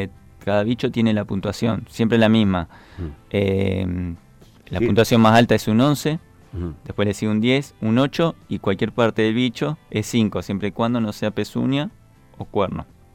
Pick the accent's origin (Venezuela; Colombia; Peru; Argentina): Argentina; Rosario, Santa Fe; Somos dos rosarinos